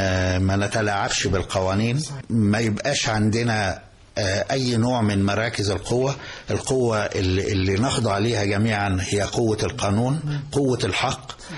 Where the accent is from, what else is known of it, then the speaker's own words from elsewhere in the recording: Egypt; إحنا شرف كبير جدا لينا إن إحنا مصريين